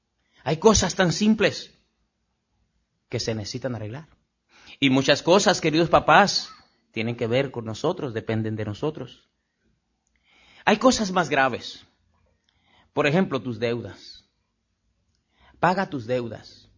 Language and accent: Spanish; Mexico; Y así somos los mexicanos, pero no debemos ser así los cristianos.